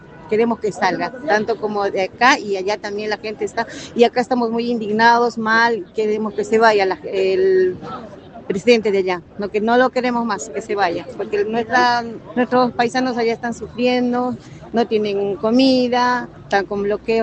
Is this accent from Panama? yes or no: no; Bolivia; estamos apoyando a nosotros a Bolivia, porque somos bolivianas.